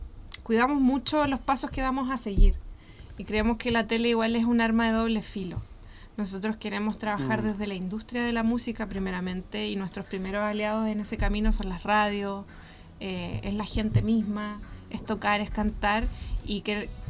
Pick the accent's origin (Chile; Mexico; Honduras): Chile; Providencia, Santiago Metropolitan; Yo de Providencia.